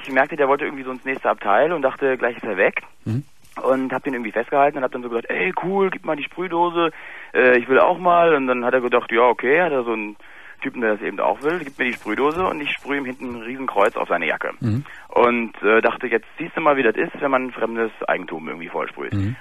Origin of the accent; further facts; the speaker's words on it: Berlin, Germany; born there; Ja, es ist griechisch, aber ich bin kein Grieche, also ich bin in Berlin geboren.